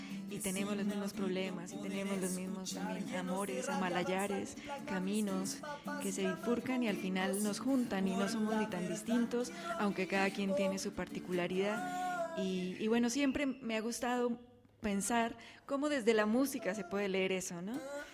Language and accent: Spanish; Zapatoca, Santander, Colombia; now in Mexico; hice parte de la fundación de una radio comunitaria en mi pueblo, en Colombia, que se llama Zapatoca